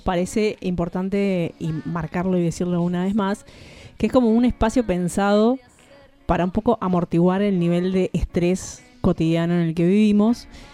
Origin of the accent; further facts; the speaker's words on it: La Plata, Buenos Aires Province, Argentina; Plata. Ambas de La Plata. Gran sí. hallazgo. A nosotros nos sorprende cuando es como, ¿de dónde sos? De La Plata.